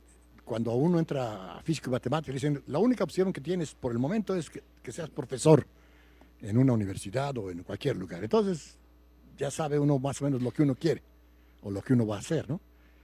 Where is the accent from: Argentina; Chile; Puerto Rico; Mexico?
Mexico; Puebla; moved away as an adult; now in Mexico City, Mexico; tendría que decir que soy poblano, no sé si será bueno o malo. Después de eso estudié en la escuela en Puebla